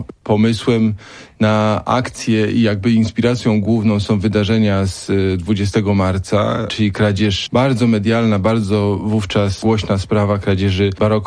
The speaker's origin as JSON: {"language": "Polish", "town": "Gniezno", "region": "Greater Poland Voivodeship", "country": "Poland", "said": "Ja jestem z Gniezna."}